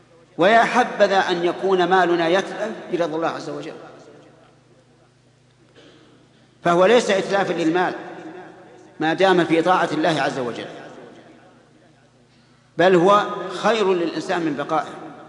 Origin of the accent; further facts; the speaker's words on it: Saudi Arabia; نجد أن بلادنا السعودية مغزوة من كل جانب